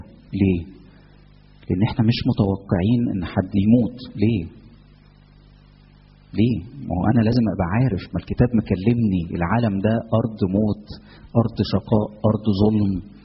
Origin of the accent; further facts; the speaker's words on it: Egypt; انا مصري، يعني انا الدنيا عندي هاديه، ما فيش حاجه، يعني في مصر ما فيش مشاكل.